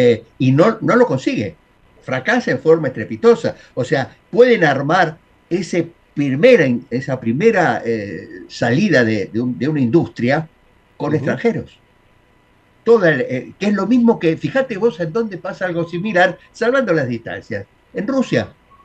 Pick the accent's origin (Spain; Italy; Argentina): Argentina; y entre todo eso somos todos argentinos.